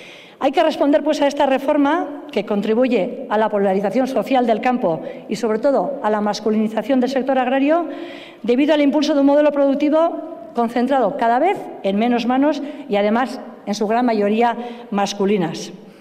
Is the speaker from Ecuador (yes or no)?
no; Basque Country, Spain; un marco soberano de decisión que nos permita como pueblo vasco defender también en Europa